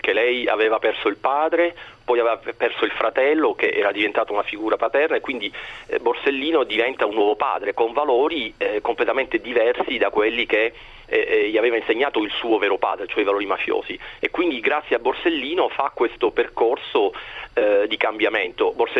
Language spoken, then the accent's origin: Italian; Palermo, Sicily, Italy; da siciliano sono cresciuto negli anni 80, negli anni bui di Palermo